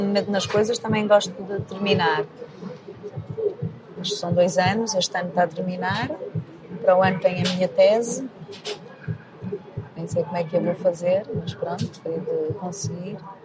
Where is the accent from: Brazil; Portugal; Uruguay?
Portugal; Porto, Norte; moved away; Adoro o Porto. O Porto é uma cidade incrível. e sinto-me mesmo bem, sinto que é mesmo a minha terra, né?